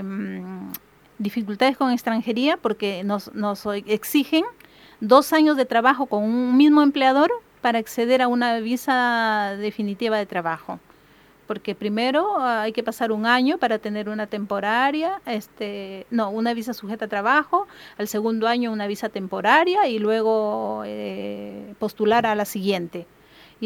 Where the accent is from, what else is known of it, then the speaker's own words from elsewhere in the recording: Chimbote, Ancash, Peru; Yo soy de Chimbote, ¿no?